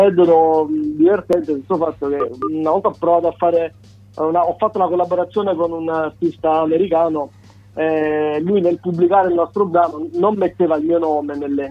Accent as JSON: {"language": "Italian", "town": "Sarno", "region": "Campania", "country": "Italy", "said": "Sì, sono di Sarno, che è un comune in provincia di Salerno."}